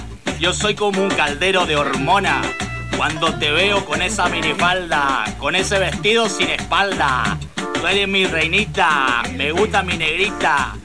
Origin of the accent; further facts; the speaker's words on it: Puerto Rico; soy de Puerto Rico. De Puerto Rico.